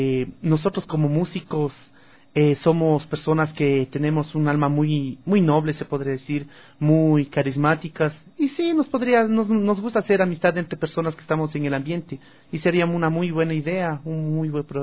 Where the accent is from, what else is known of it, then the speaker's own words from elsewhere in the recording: Ecuador; nosotros como ecuatorianos que somos decidimos hacer música nacional ecuatoriana